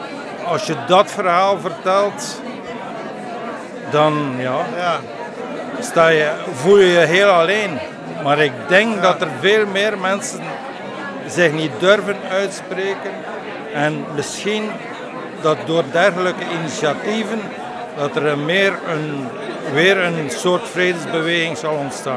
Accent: Flanders, Belgium; Dus ik kom uit West-Vlaanderen en ik ben van plan van die tentoonstelling te organiseren ergens in West-Vlaanderen

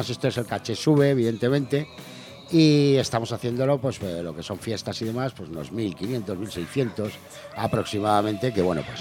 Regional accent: Madrid, Community of Madrid, Spain; Y claro, nosotros somos de Madrid.

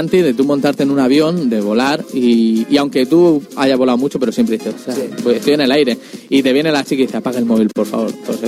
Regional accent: Murcia, Region of Murcia, Spain; Sí, somos de Murcia.

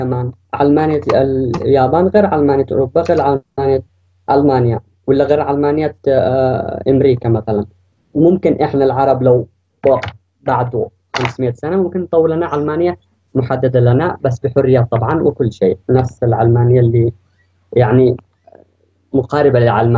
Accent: Yemen; now in Germany; من المانيا، يعني عايش بالمانيا ومن اليمن.

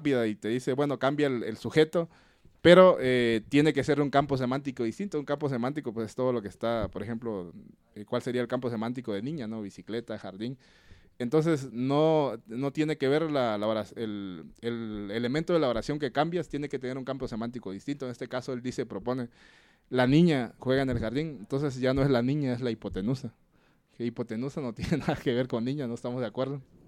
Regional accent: Chiapas, Mexico; el Soconusco de esta misma región, que es muy particular en Chiapas, que no era Chiapas, pero la anexaron políticamente, de donde yo soy

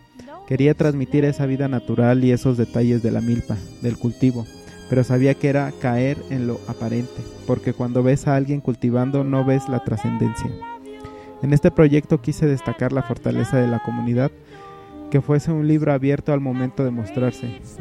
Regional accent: Canary Islands, Spain; yo vengo de las Islas Canarias, España.

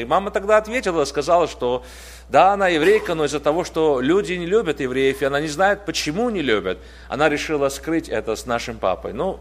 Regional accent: Tbilisi, Georgia; Я из Тбилиси, из Грузии. Моя мама была еврейкой из Ленинграда.

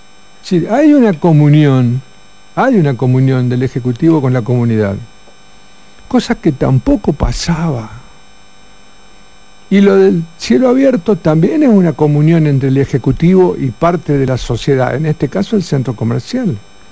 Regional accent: Coronda, Santa Fe, Argentina; Porque nosotros cuando salimos de Coronda, hablamos de Coronda con el pecho ancho, porque tenemos una ciudad hermosa.

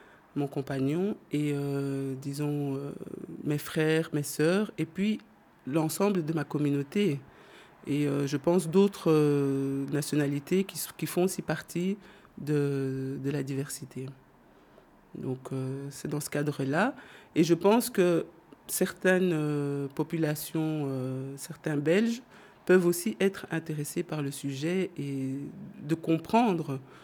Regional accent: DR Congo; now in Belgium; je suis issue de la diversité. Donc, ça fait à peu près 40 ans que je vis en Belgique. Donc, je suis congolaise d'origine.

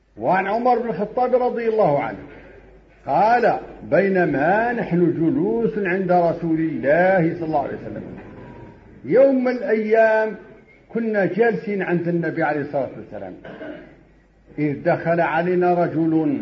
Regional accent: Morocco; وهذا مجرب عندنا في المغرب وفي كل مكان

